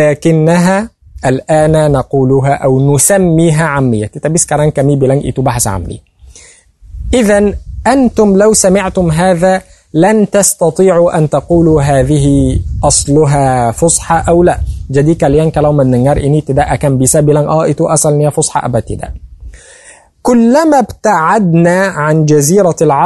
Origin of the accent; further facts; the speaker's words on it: Egypt; نحن في مصر نقول كمي دي مصير بلانج، أنا مصري